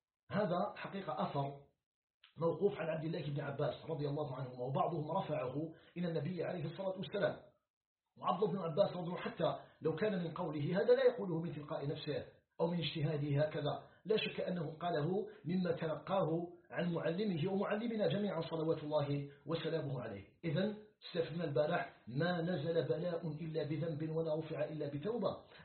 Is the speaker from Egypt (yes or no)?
no; Algeria; في خضم هذه المحنة التي يعيشها العالم بأسره، ومن بينها بلدنا الجزائر.